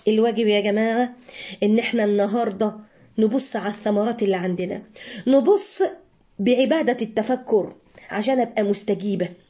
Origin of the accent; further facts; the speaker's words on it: Alexandria, Alexandria Governorate, Egypt; اول مرة اشوفها وانا صغيرة جدا جدا في اسكندرية